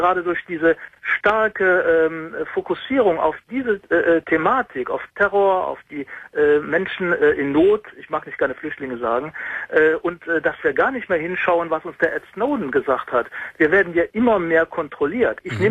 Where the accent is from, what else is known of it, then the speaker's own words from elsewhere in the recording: Mönchengladbach, North Rhine-Westphalia, Germany; Ich komme aus Mönchengladbach.